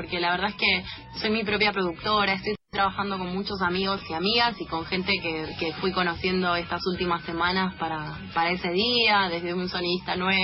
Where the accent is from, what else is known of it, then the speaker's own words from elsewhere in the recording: Buenos Aires, Argentina; De San Cristóbal, viví, ajá, toda la vida en San Cristóbal, ahora estoy en Boedo Almagro